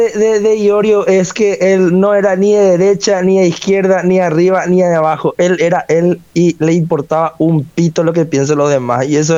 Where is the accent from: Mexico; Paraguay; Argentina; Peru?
Paraguay; yo de aquí, yo siendo paraguayo y de Paraguay